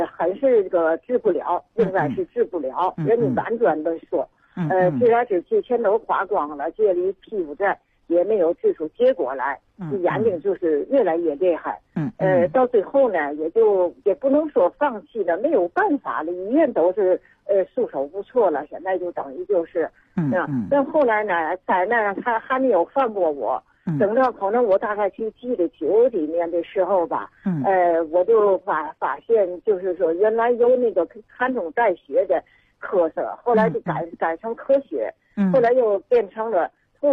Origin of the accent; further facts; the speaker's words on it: Tianjin, China; 我呢是来自天津的一个患者。